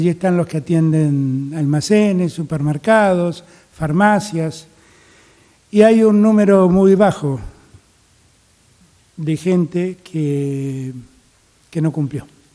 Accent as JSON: {"language": "Spanish", "country": "Argentina", "said": "tenemos que estar muy contentos como argentinos"}